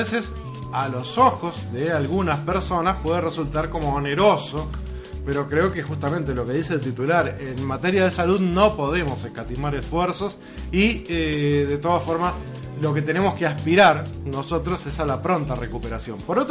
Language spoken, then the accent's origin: Spanish; Uruguay; Como uruguayos tenemos que velar por la salud de cada uno de los ciudadanos de este país.